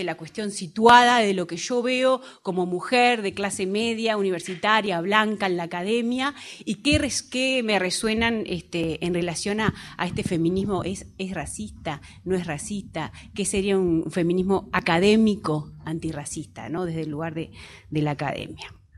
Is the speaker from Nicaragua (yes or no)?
no; Argentina; born there; nací en Argentina, nacional uruguaya.